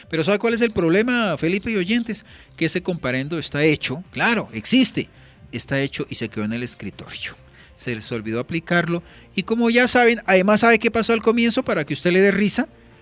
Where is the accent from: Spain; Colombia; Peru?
Colombia; Boyacá; Yo no soy paisa, yo soy boyacense